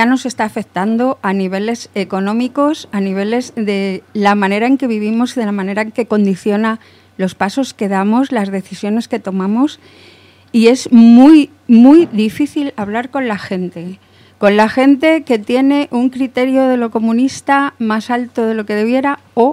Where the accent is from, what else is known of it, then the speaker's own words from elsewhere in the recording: Spain; porque vivo en España, porque soy española